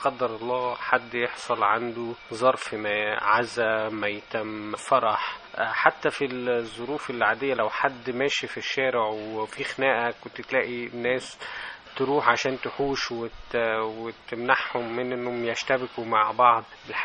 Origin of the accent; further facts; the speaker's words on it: Shabrawin, Sharqia Governorate, Egypt; أنا تربيت في الريف في قرية اسمها الشبراوين في مركز هيهيا في محافظة الشرقية.